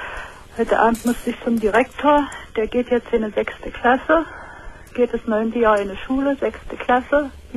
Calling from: Saxony-Anhalt, Germany; Nee, das gibt's bei uns in Sachsen-Anhalt gar nicht mehr.

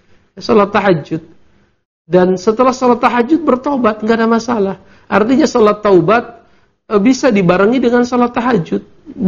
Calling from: Bukittinggi, West Sumatra, Indonesia; Saya dari Bukit Tinggi ingin bertanya

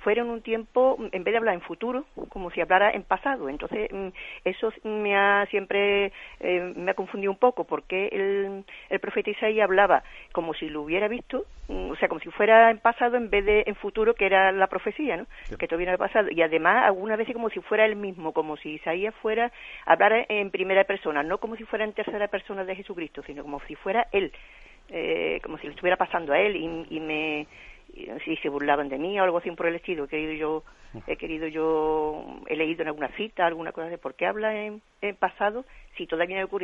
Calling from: Seville, Andalusia, Spain; de Sevilla.

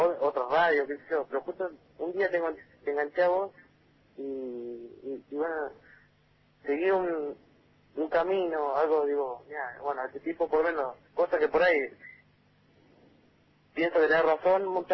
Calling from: Zárate, Buenos Aires Province, Argentina; de Zárate.

